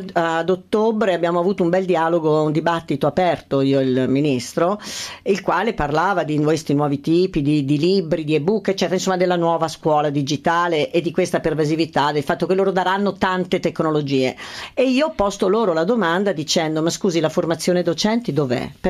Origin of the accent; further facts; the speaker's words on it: Ascoli Piceno, Marche, Italy; Io sono di Ascoli.